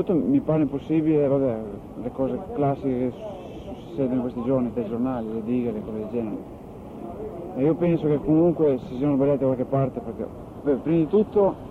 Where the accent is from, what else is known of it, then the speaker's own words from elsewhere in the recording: Tortona, Piedmont, Italy; No, io sono di Tortona